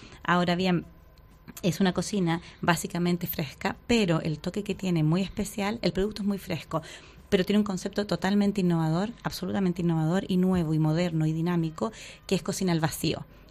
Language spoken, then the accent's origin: Spanish; Miami, Florida, United States; Bueno, yo soy americana de Estados Unidos, de Miami